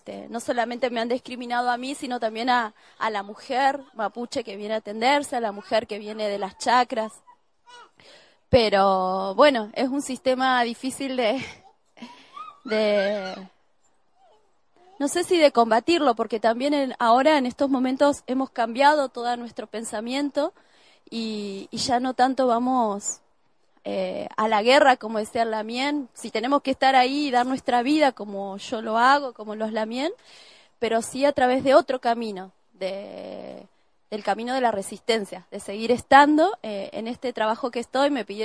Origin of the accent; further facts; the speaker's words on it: Cutral Có, Neuquén, Argentina; born there; now in General Roca, Argentina; Nací en Cutralcó y vivo hace 14 años en Fisquemenuco, que así lo llamamos antiguamente, lo mal llamado General Roca. Sí